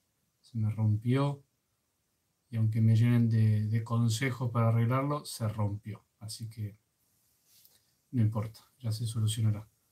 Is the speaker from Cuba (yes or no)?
no; Argentina; soy de Argentina. Estamos transmitiendo en vivo acá a las 11 de la mañana de Argentina. Yo estoy en una parroquia en José C. Paz, en el Gran Buenos Aires.